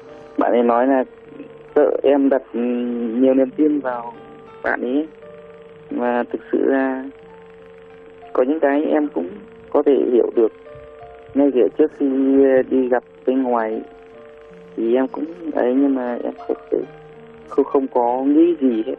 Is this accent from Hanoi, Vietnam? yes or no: yes; Hanoi, Vietnam; Em là người Hà Nội.